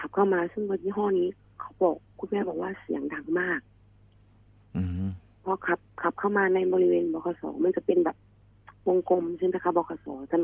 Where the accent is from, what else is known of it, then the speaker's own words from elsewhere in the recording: Ubon Ratchathani, Thailand; born there; บ้านเกิดอยู่ที่จังหวัดอุบลราชธานี